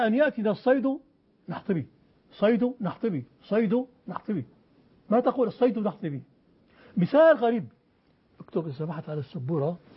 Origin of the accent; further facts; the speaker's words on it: Aleppo, Aleppo Governorate, Syria; هذا في حلب وأنا من حلب